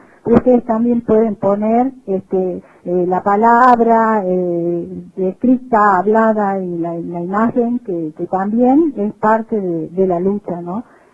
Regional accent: Catamarca, Argentina; Ya no sé qué nos queda como pinamarqueños, como catamarqueños, como argentinos

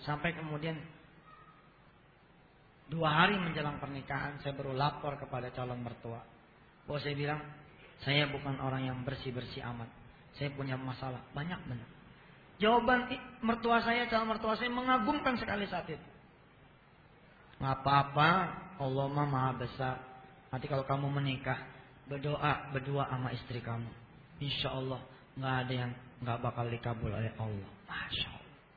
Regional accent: Jakarta, Indonesia

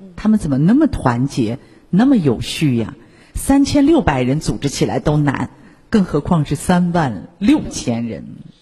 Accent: Shanghai, China; 青草沙可以供咱们上海人喝60天的自来水都没问题。

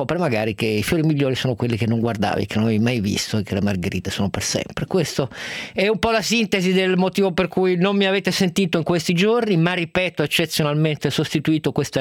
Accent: Turin, Piedmont, Italy; da torinese sono sempre stato critico a volte verso il giornale della mia città

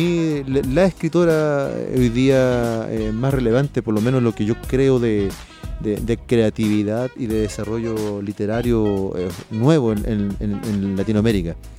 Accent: Chile; pueda ser leído allá en mi tierra, en Chile y en otros países de Sudamérica también.

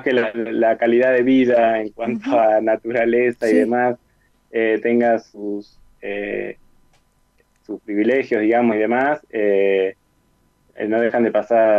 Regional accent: Tandil, Buenos Aires Province, Argentina; also born or lived in La Plata; Hace un año y medio que volví a vivir acá en Tandil, mi ciudad natal

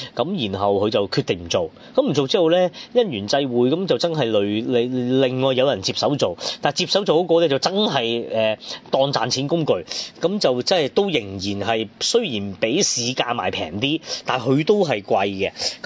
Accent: Hong Kong; 我哋香港人睇可能就冇咁投入啦

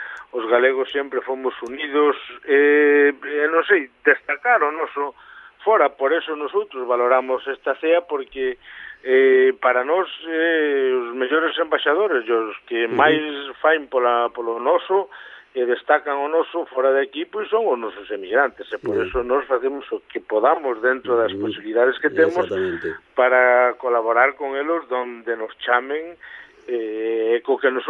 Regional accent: Galicia, Spain; decidiron pois salir da nosa terra e ir a outro sitio diferente

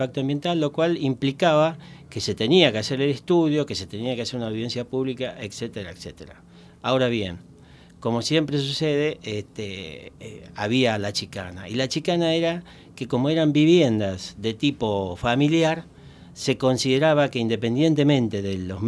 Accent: Argentina; Somos argentinos, después de todo.

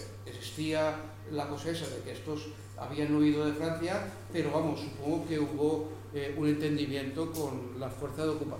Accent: Valencia, Valencian Community, Spain; Nosotros como valencianos pues podemos disfrutar de su paseo

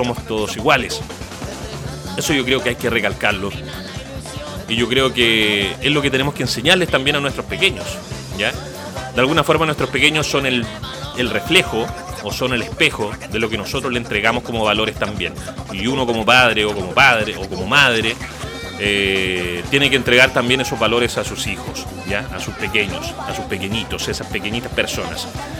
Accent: Chile; sin saber lo racista que somos los chilenos, sin saber lo xenofóbicos justamente que somos, ¿ya?

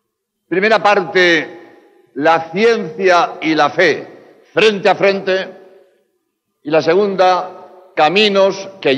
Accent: Spain; now in Mexico; No sé, aquí en México, en España, de donde vengo, nos machacan los medios de comunicación repitiendo a todas horas

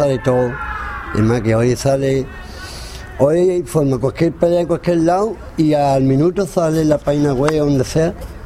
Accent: Jerez de la Frontera, Andalusia, Spain; Ante todo soy de Jerez, pero soy andaluz.

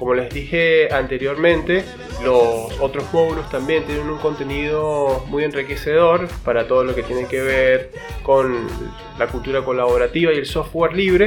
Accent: Venezuela; soy un venezolano.

